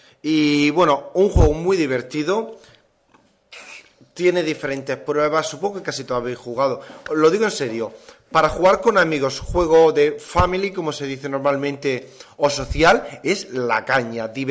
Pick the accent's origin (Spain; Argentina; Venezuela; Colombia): Spain; Es como los españoles, tenemos